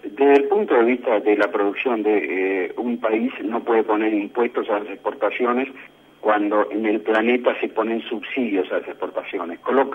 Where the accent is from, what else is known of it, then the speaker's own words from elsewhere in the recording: Argentina; responsabilidad como productores y como argentinos